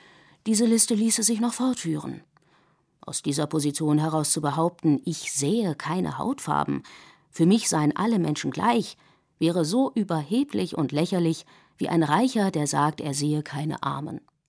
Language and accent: German; Germany; German is a second language; also born or lived in United States; Ich bin eine Amerikanerin, die in Deutschland aufgewachsen ist und den Großteil ihres Lebens hier verbracht hat. Obwohl ich in den USA geboren bin und nur die amerikanische Staatsbürgerschaft besitze, obwohl meine Muttersprache nicht Deutsch ist